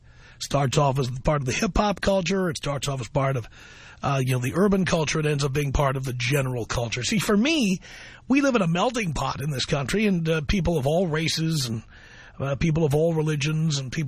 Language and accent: English; New York City, New York, United States; I grew up in the South Bronx around black folks.